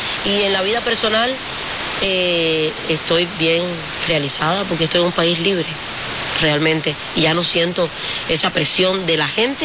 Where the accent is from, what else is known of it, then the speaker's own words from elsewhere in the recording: Cuba; Y toco mucho a veces los puntos de Cuba, lo que está pasando, por ejemplo, en mi pueblo, que se están botando para la calle en estos días.